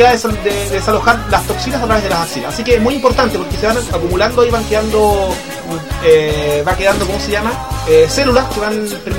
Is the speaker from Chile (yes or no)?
yes; Chile; uno se da cuenta de cómo somos los chilenos.